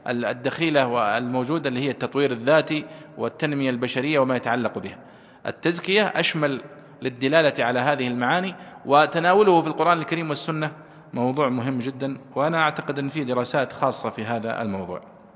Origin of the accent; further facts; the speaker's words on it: Saudi Arabia; ثم حولوها عندنا في السعودية وزارة التربية والتعليم وفرحنا بذلك